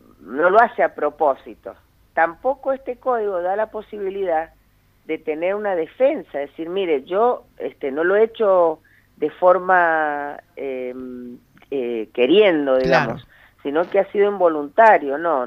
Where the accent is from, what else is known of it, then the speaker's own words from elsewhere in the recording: Tunuyán, Mendoza, Argentina; yo que soy de Tunuyán, sí.